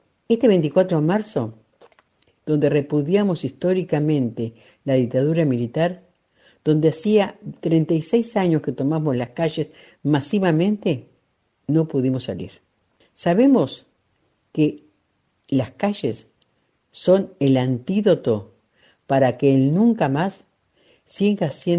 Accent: Buenos Aires, Argentina; soy de la Argentina, soy de la zona de La Plata, Berisso y Ensenada.

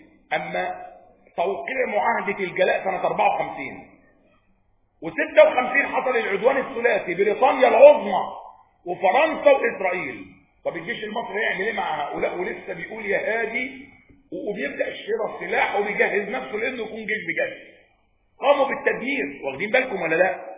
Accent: Egypt; أقرب الحروب التي حدث فيها جهاد الدفع في بلدنا مصر

